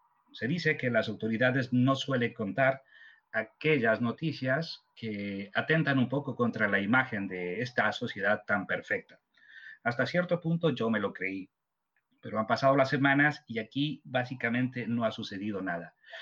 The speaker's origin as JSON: {"language": "Spanish", "country": "Ecuador", "said": "te comento que yo soy ecuatoriano y como algunos o muchos de vosotros sabréis, el Ecuador tiene unas regiones naturales que están bastante bien definidas"}